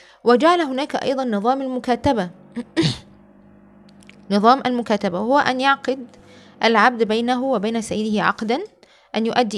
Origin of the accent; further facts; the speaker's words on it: Alexandria, Alexandria Governorate, Egypt; مسارح رومانية عندنا في الإسكندرية